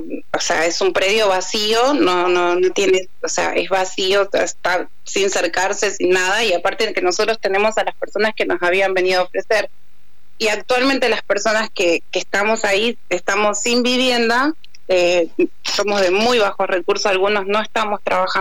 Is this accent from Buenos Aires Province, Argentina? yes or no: yes; Virrey del Pino, Buenos Aires Province, Argentina; Bien, somos de Virrey del Pino, en kilómetro 35, el predio está ubicado entre Balestrín y California y Arroyo Morales.